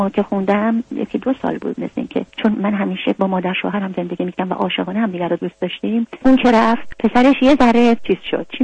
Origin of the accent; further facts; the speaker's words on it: Iran; moved away as an adult; رفتم شمال دنبالم اومدن. من 7-8 تا زندگی در ایران عوض کردم تا تونستم. دیگه میدم هیچ چاره ای ندارم که اون مملکتم و زادگاهم و خاطرات زندگی و کودکی و نوجوانیم و گذاشتم اومدم.